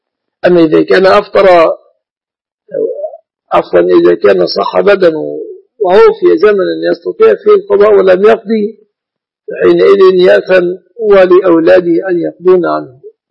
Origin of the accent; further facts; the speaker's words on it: Egypt; شبكة العروس في بلادنا مصر من المهر إلا إذا نص على غير ذلك.